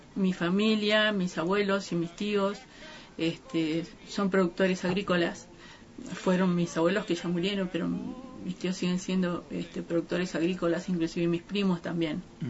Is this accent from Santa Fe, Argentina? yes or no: no; Santa María, Catamarca, Argentina; born there; Nací en Santa María, que es una ciudad que queda en la parte norte de Catamarca, casi en el límite con Salta y Tucumán, cercano a Cafayate